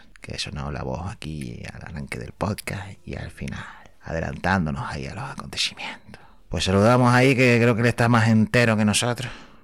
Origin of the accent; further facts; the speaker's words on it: Canary Islands, Spain; accent: Canarian; puedo decir que soy de Canarias, ¿no? Ya mi acento me delata